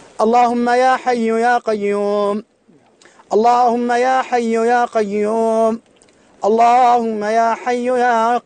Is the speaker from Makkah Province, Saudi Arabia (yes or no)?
yes; Mecca, Makkah Province, Saudi Arabia; now in Syria; أنا من السعودية من مكة، ولكن هؤلاء أهلي، تركت أهلي ومالي إلى هنا لأدافع عن هؤلاء